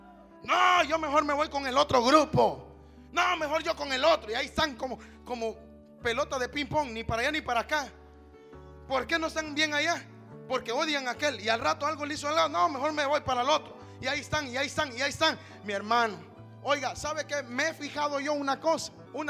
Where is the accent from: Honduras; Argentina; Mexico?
Honduras; En mi país, en Honduras, y este mensaje lo van a oír en Honduras. En mi país, Honduras